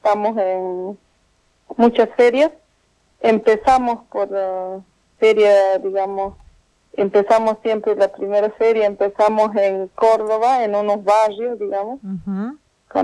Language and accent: Spanish; Incahuasi, Chuquisaca, Bolivia; Soy productora de acá de Colonia Carolla, que producimos producciones agroecológicas. Uh-huh. Y soy nacionalidad boliviana, pertenezco a Incahuasi, Chuquisaca.